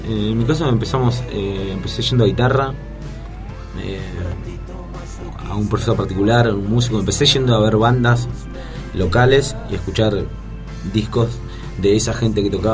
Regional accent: Buenos Aires, Argentina; nosotros somos de Recife, provincia de Buenos Aires, lugar de que somos oriundos, nacimos ahí, ahora vivimos acá, estamos instalados acá, pero somos de ahí, muy orgullosos de ser de Recife.

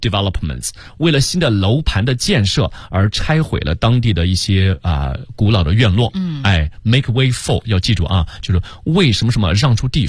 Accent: China; 但我们中国人骨子里很硬，是吧？

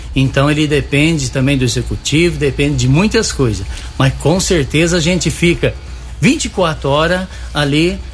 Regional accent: Igaraí, São Paulo, Brazil; Isso, e eu sou nascido em Igaraí.

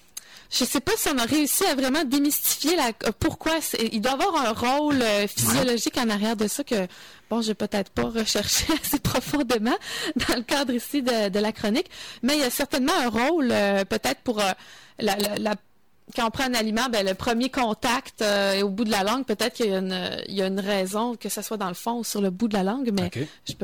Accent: Japan; accent: Japanese; French is a second language; l'umami, avec mon accent japonais.

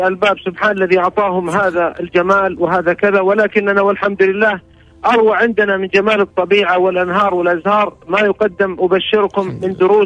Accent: Saudi Arabia; والتي كلما قلنا من السعودية نحن اقتربوا منا واحتفوا وسلموا ورحبوا أهلا ببلاد الحرمين، أهلا بأهل مكة، أهلا بأهل المدينة

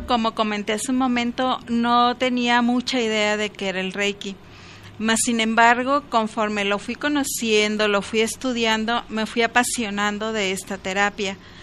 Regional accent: Escuinapa, Sinaloa, Mexico; born there; also born or lived in Culiacán; now in Guadalajara, Mexico; Yo soy nacida en el estado de Sinaloa. Originalmente nací en Escuinapa, un pueblo pues ya grande actualmente, con mucho mango, mucho camarón, mucha pesca, mucha playa.

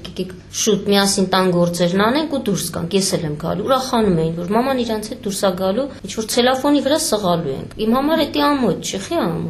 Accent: Yerevan, Armenia; also born or lived in Nagorno-Karabakh; Չէ, շատ վաղուց Երևանում ենք եղել, փոքր հասակից, այնտեղ դպրոց, ուսում։

